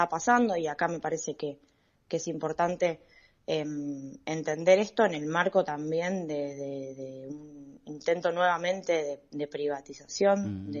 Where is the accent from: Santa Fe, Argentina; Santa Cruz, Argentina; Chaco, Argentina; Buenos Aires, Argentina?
Buenos Aires, Argentina; La Boca; en mi caso, yo soy de La Boca, estuve con problemas de agua, ya no